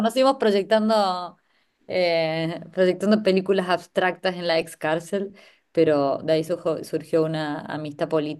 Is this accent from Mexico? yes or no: no; Argentina; soy argentina y porteña de Valparaíso.